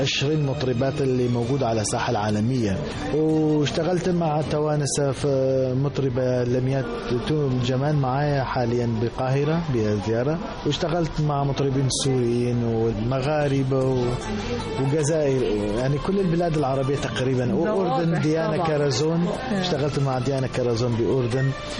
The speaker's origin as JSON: {"language": "Arabic", "town": "Sulaymaniyah", "region": "Kurdistan Region", "country": "Iraq", "tie": "born there", "also_born_or_lived": "Germany", "moved": "as an adult", "said": "تولدت بمدينة سليمانية بكردستان العراق، خريج معهد فنون جميلة قسم الموسيقى، بعدها راحت على ألمانيا، بعدها راحت على ألمانيا درست الماجستير في موسيقى بألمانيا موسيقى جرافيك"}